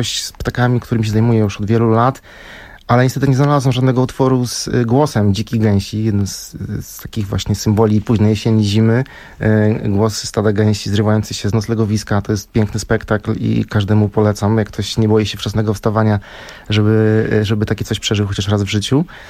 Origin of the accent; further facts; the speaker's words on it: Lower Silesian Voivodeship, Poland; w gronie jeszcze wtedy dolnośląskich ornitologów, gdzie się przez wiele lat mieszkałem, ten mój rodzinny region